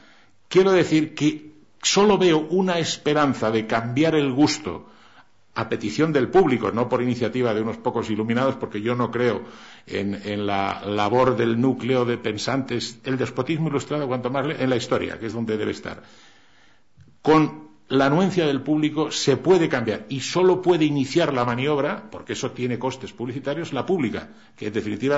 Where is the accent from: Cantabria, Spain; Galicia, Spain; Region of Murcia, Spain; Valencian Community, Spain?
Cantabria, Spain; Yo soy montañés de Cantabria y mi pueblo dice, el que más chifla, capador.